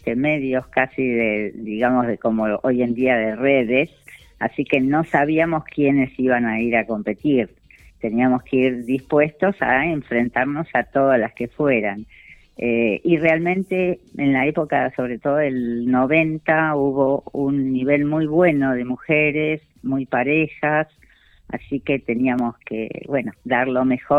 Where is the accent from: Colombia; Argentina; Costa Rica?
Argentina; Pehuajó, Buenos Aires Province; yo comencé muy de chiquita en Pehuajó a los 7 años